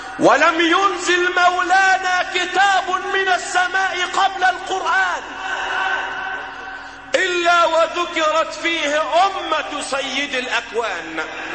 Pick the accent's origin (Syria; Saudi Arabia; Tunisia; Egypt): Egypt; اللهم احفظ بلادنا مصر وسائر بلاد